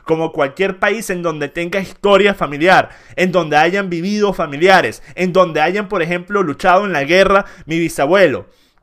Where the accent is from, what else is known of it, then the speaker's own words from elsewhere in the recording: Venezuela; born there; familia es italiana por parte de mi papá e inglesa e irlandesa por parte de mi mamá. Yo no tengo sangre venezolana. Yo nací en Venezuela. Pero eso no me hace 100% venezolano.